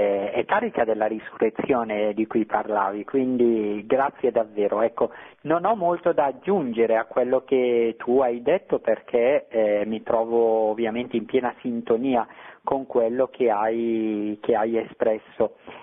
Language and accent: Italian; Bergamo, Lombardy, Italy; sei mio conterraneo, anch'io sono di Bergamo